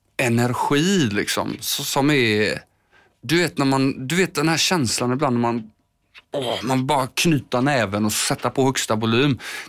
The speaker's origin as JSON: {"language": "Swedish", "town": "Landvetter", "region": "Västra Götaland County", "country": "Sweden", "tie": "born or raised there", "said": "Och det var ju liksom i Landvetter där jag är uppvuxen"}